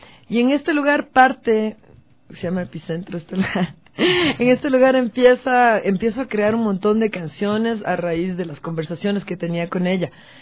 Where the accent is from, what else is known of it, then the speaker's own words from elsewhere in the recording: Quito, Pichincha, Ecuador; recordar que somos unos quiteños